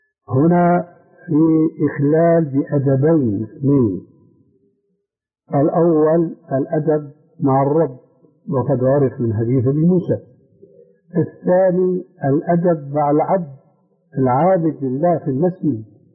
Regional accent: Syria; عندنا في سوريا

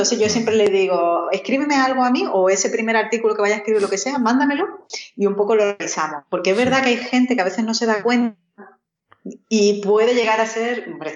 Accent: Málaga, Andalusia, Spain; Si es que yo soy malagueña y a mí se me nota

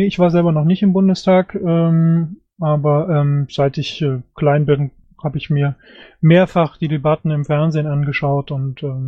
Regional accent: Germany; Ich finde, dass wir als Deutsche eine besondere Verpflichtung haben, die Beziehung innerhalb Europas zu festigen und auch nach außen.

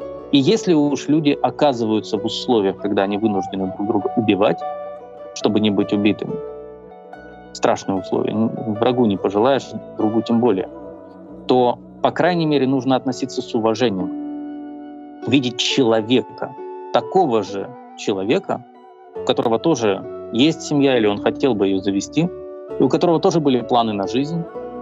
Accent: Ukraine; Я украинец, это моя идентичность.

